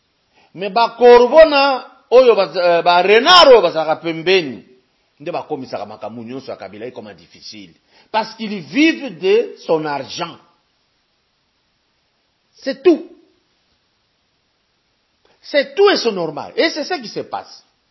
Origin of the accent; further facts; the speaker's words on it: Lubumbashi, Haut-Katanga, DR Congo; que nous on a respecté depuis toujours chez nous à Lubumbashi